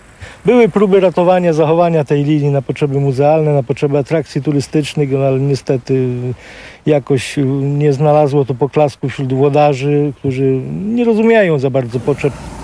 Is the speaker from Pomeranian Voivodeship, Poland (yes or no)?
no; Męcina, Lesser Poland, Poland; Stąd pochodzę z Męciny, mój ojciec pracował na tej stacji i ja bywałem od dziecka, jak takie małe dziecko.